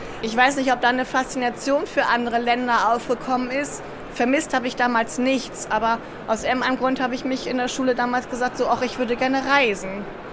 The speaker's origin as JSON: {"language": "German", "region": "Northern Germany", "country": "Germany", "tie": "born or raised there", "said": "Wir sind im Norden Deutschlands groß geworden."}